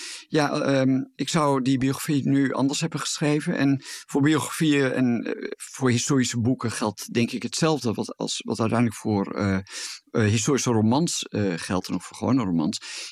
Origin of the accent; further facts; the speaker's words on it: Gelderland, Netherlands; Ik kom zelf uit de Achterhoek